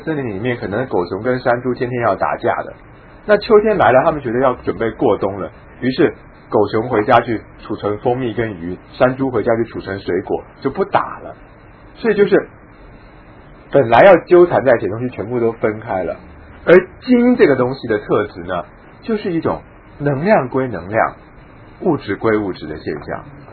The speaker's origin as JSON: {"language": "Chinese", "country": "Taiwan", "said": "那于是我们台湾人有时候就会反省说，哦，我们台湾人不够文化啊"}